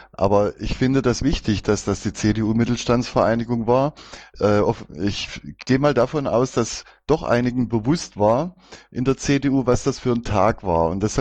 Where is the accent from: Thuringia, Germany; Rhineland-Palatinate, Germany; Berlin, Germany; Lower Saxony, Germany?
Thuringia, Germany; Erfurt; Ich bin auch Erfurter